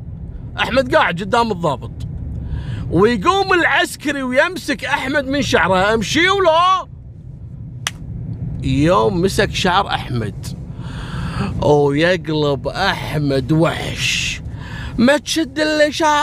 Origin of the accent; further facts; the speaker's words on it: Kuwait; إحنا عندنا في الكويت نسميه السكوتي لوتي